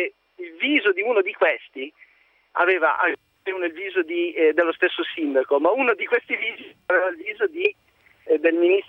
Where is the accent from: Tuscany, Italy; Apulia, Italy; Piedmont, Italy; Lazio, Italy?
Piedmont, Italy; Biella; io sono di Biella